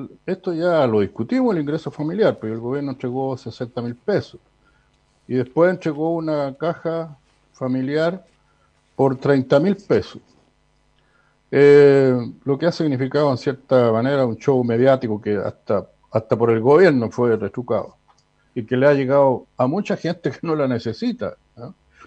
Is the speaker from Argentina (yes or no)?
no; Chile; Eso habla, en cierto modo, de tener mano de guagua, como decimos en Chile